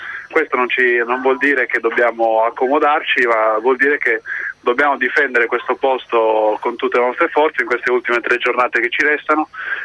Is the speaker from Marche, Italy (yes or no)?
no; Olbia, Sardinia, Italy; io sono di Olbia, Alghero.